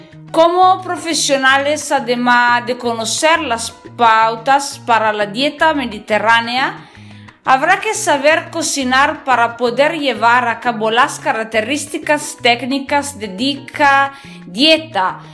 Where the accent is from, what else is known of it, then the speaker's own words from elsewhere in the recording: northern Italy, Italy; Spanish is a second language; recuerdo que soy italiana, en el norte de Italia, estudio español solo da sola